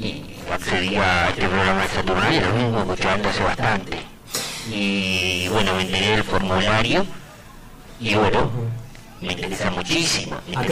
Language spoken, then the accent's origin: Spanish; Rosario, Santa Fe, Argentina; De Rosario.